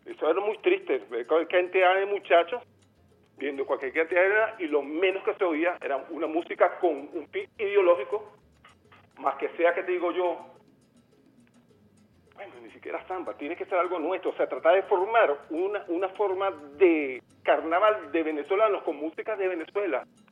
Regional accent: Colombia; pero en mi tierra, en mi capital, ellos hacer su presencia, yo no los oí.

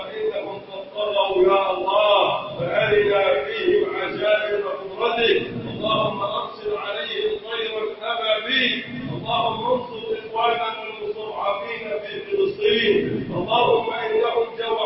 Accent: Egypt; من أرادنا أراد بلدنا مصر بخير وفقه لكل خير

